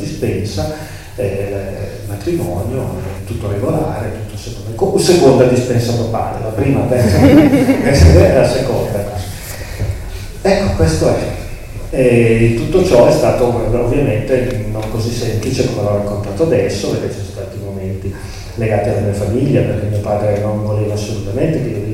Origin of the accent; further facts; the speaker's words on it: Lombardy, Italy; Io sono di chiarissime, purissime origini siciliane, ma sono nato e cresciuto in Brianza, in provincia di Milano